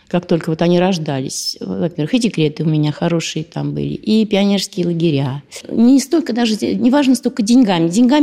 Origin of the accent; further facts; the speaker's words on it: Zelenograd, Moscow, Russia; Я закончила авиационный техникум здесь. Работала в научном центре в Зеленограде. Мы из Зеленограда.